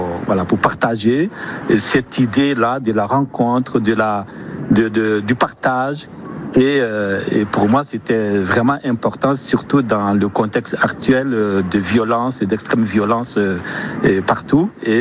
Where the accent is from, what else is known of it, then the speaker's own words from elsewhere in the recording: Ouagadougou, Centre, Burkina Faso; Moi, je viens du Burkina Faso, de Ouagadougou, la capitale du Burkina